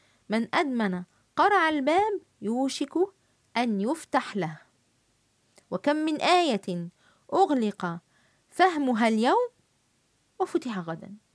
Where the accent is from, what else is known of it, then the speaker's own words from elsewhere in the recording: Egypt; accent: Egyptian colloquial Arabic; في الفيسبوك قد أظهر في فيديو وأتحدث باللهجة العامية المصرية